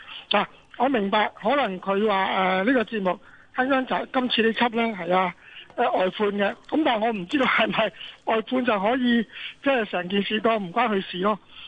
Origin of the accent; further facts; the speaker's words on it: Hong Kong; 因为点解我哋香港人会今时今日做新闻节目或者时事节目嘅人可以去到咁嘅境地咯，